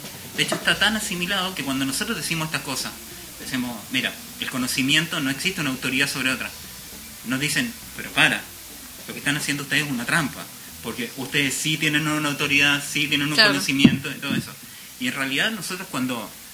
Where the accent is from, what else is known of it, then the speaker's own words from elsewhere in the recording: Chile; Yo que vengo de Chile, en Chile no existen las clínicas de arte.